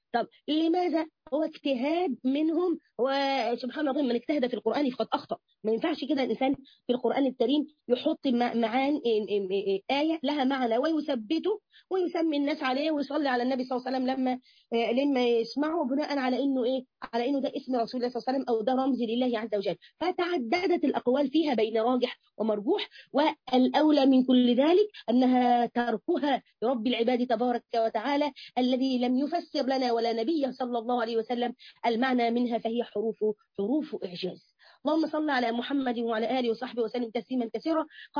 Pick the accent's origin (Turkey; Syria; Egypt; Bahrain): Egypt; تبص تلاقي الناس كده، عندنا في مصر بس على فكرة سبحان الله